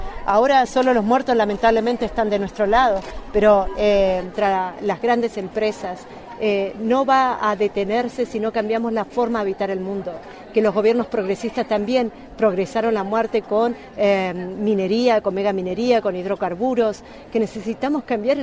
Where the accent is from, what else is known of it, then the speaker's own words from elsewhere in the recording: Patagonia, Argentina; soy de la nación mapuche, vengo del sur de la Patagonia bajo administración argentina.